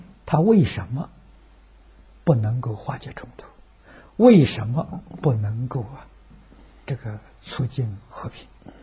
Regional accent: Tangchi, Anhui, China; 在我家乡汤池的时候，

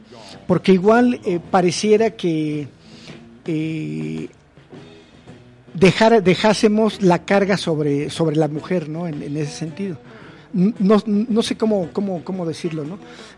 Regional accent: Mexico; Como hombres, como machos mexicanos, lo seguimos haciendo.

